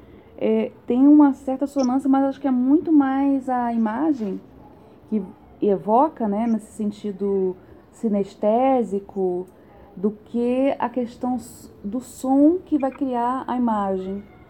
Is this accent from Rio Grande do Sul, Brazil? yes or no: no; Rio de Janeiro, Brazil; Não, eu sou fluminense, eu sou do interior... Da região